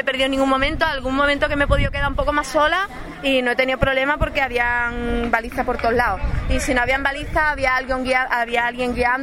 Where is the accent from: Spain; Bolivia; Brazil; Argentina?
Spain; Cádiz, Andalusia; Lo que pasa es que yo soy de Cádiz y para entrenar, chungo.